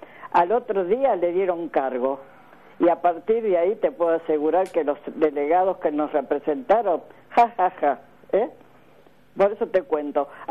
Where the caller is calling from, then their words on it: Avellaneda, Buenos Aires Province, Argentina; de Avellaneda.